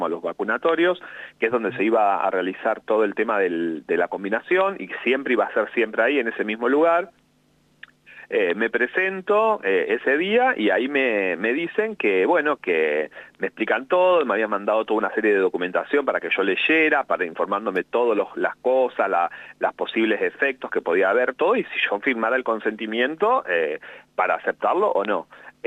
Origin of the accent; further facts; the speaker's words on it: Santa Fe, Argentina; now in Buenos Aires, Argentina; Mira, yo vivo acá en Capital Federal, pero soy de Santa Fe. Hace 20 años que vivo acá en Capital.